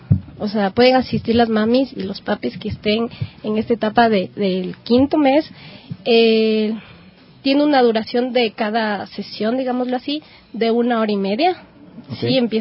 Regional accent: Ecuador; nos une en la parte cultural como ecuatorianos

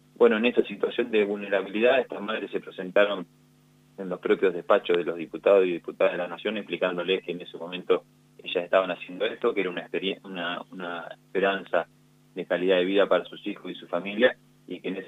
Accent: Trenque Lauquen, Buenos Aires Province, Argentina; yo estoy en Trenquelauquen, yo soy oriundo de Trenquelauquen, estoy cerquita

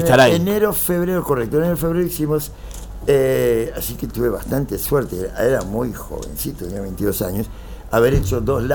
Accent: United States; me criaron de muy chiquitito en Estados Unidos, soy nacido acá.

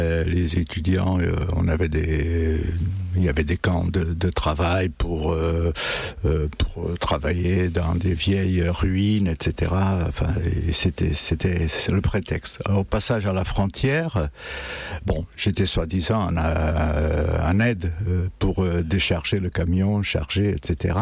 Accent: Setúbal, Portugal; now in France; Moi aussi, quand je suis parti du Portugal, ce n'était pas pour rester en France. Je devais aller à Hambourg parce que les copains de la plage, là, à Setúbal, on devait aller travailler déjà dans des cargos à Hambourg

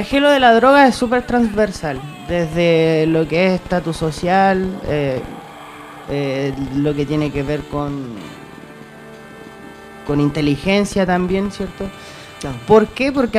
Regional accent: Tocopilla, Antofagasta, Chile; Mira, yo vengo del norte del país, de una ciudad de... Bueno, yo vengo de Tocopilla.

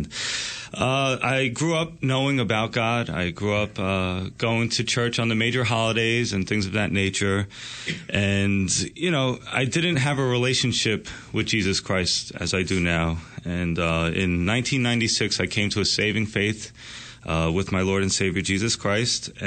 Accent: Yonkers, New York, United States; I was actually born and raised in Westchester County, New York, my whole life in Yonkers, where I'm actually the pastor of the church now.

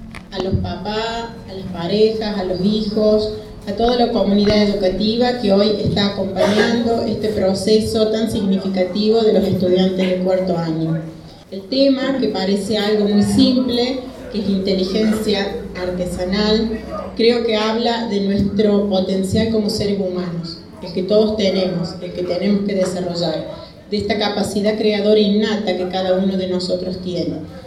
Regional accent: Argentina; los que atravesamos, perdón, como argentinos

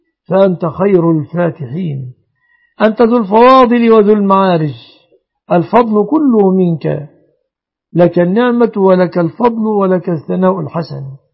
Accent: Egypt; احفظ بلادنا مصر آمنة مطمئنة وبلاد المسلمين.

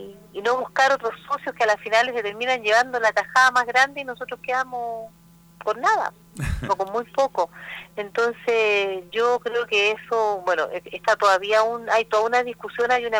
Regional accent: Chile; nosotros tenemos que tender como trabajadores y como chilenos a convertirnos en un país desarrollado

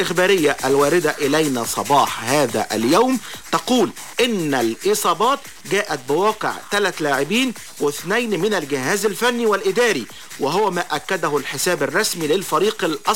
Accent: Alexandria, Alexandria Governorate, Egypt; تبين وجود حالة عندنا في اسكندرية

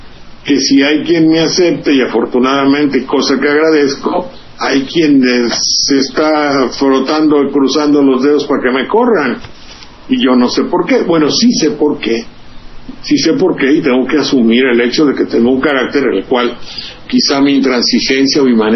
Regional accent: Xalapa, Veracruz, Mexico; la televisión de mi pueblo, de Veracruz y de Jalapa

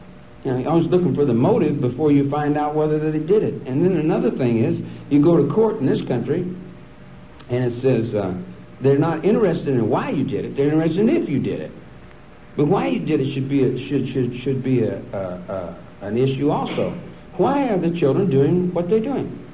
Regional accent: Kentucky, United States; now in Wheeling, United States; where I live in Wheeling, West Virginia. I'm from Kentucky. I'm a Kentucky boy.

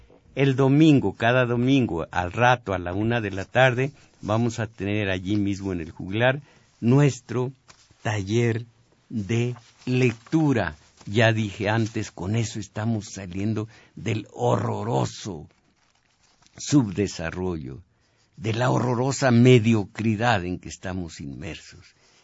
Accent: Zacatecas, Mexico; No nací en Veracruz, se necesita haber nacido allí para ser jaranero, para los sones veracruzanos. En cambio, se me da la música de mi tierra, aunque no la practico, la música de Zacatecas.

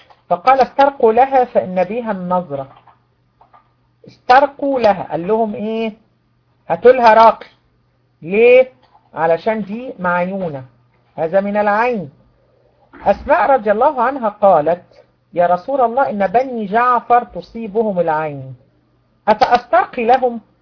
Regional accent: Egypt; احنا عندنا في مصر بنقول نفس قصير، مش عارفة عندكم بيقولوها ايه

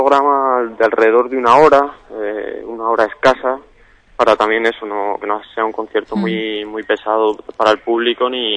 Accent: Valladolid, Castile and León, Spain; now in Seville, Spain; no soy de aquí, soy de Valladolid, soy estudiante de Valladolid que está en Sevilla estudiando

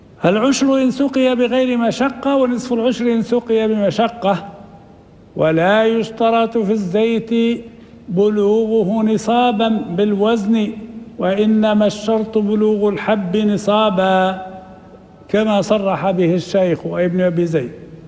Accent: Libya; معروف عندنا في ليبيا هذا

